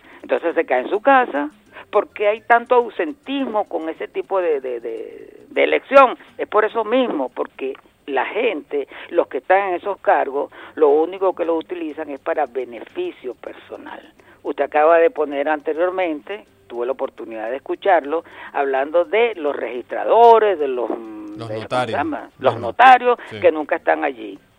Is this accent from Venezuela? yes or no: yes; Venezuela; Yo, como venezolano, me dio pena.